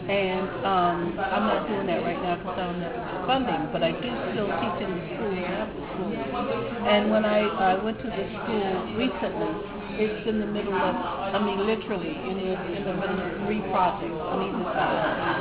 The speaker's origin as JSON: {"language": "English", "region": "the South", "country": "United States", "said": "because I'm like from the South, the old school."}